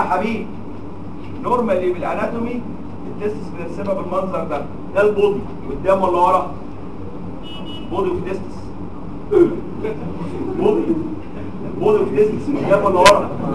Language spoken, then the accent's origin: Arabic; Egypt; اللي بنسميه عندنا في مصر كستبانة